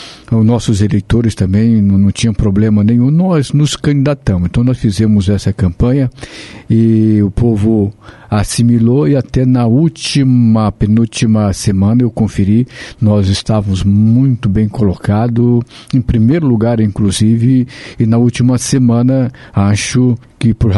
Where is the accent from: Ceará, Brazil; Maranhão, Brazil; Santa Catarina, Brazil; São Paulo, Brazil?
Maranhão, Brazil; moved away as an adult; now in Apucarana, Brazil; lá eu nasci lá no Maranhão, mas eu vim muito... Eu vim novo, né, em torno de 18 anos, 19 anos, aqui diretamente para o estado do Paraná, me fixei ali na cidade de Apucarana, ali no norte do Paraná.